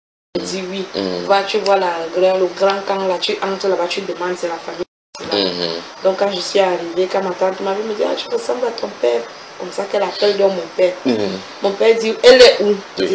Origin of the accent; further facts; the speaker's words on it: Mbalmayo, Centre, Cameroon; Non, parce que j'ai grandi en Balmayo.